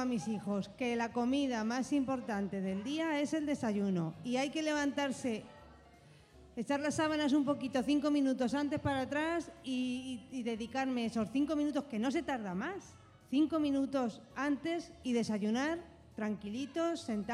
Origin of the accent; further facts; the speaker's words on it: Alcázar de San Juan, Castilla-La Mancha, Spain; Eso es en Alcázar, en mi pueblo.